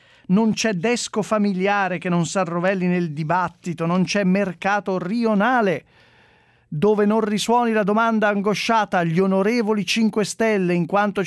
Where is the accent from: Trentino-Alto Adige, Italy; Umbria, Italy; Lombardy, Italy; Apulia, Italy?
Lombardy, Italy; Milan; chi è di Milano è favorito, e noi siamo di Milano e faremo una tournée mondiale